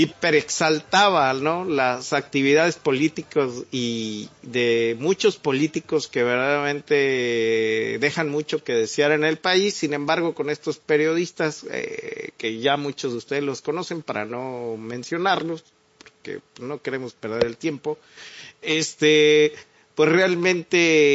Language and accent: Spanish; Mexico; como mexicano le puedo decir a una persona así